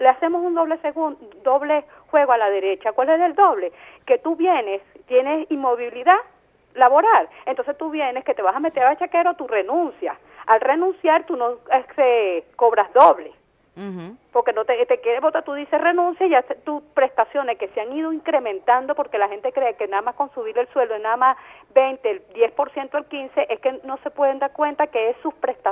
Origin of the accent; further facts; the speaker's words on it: Venezuela; nosotros los venezolanos